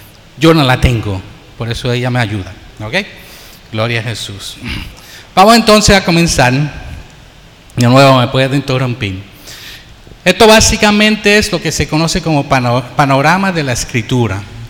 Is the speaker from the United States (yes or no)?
yes; United States; now in Puerto Rico; Yo tengo un acento, soy criado en los Estados Unidos, aunque llevo en Puerto Rico más de 35 años tal vez, de 1974, todavía no puedo zafar de ese acento.